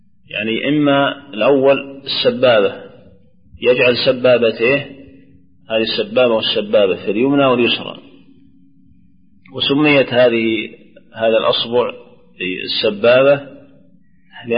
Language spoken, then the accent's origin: Arabic; Najd, Saudi Arabia; لكن لو أذن شمال ولا جنوب عندنا في نجد يصلح